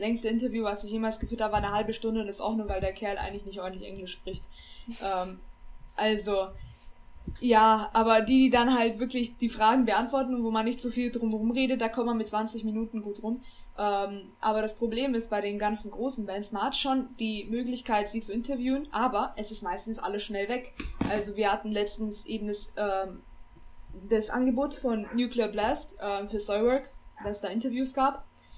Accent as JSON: {"language": "German", "country": "Romania", "said": "Eine Folk Metal Band zum Beispiel aus Rumänien, wo ich herkomme"}